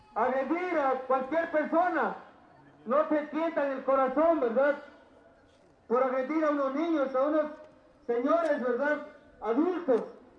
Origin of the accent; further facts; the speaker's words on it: Mexico; Entonces, señores, como mexicanos, pues nos corresponde estar ahí en la lucha con ustedes.